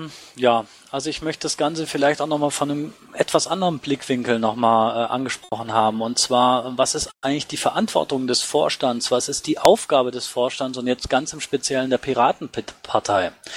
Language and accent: German; Baden-Württemberg, Germany; ich komme auch aus Baden-Württemberg